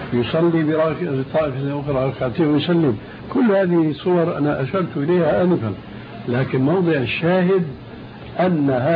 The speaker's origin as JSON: {"language": "Arabic", "country": "Syria", "said": "كما يقولون عندنا في الشام"}